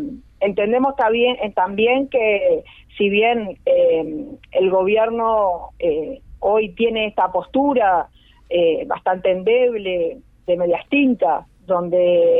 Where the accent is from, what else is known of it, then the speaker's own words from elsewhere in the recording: Uruguay; buscamos, entre otras cosas, como uruguayos, que nuestro gobierno se defina el genocidio como tal